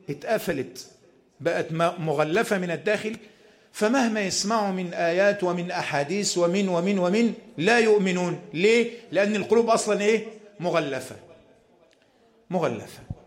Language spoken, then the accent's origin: Arabic; Egypt; أن يحفظ بلادنا مصر من كل مكروه وسوء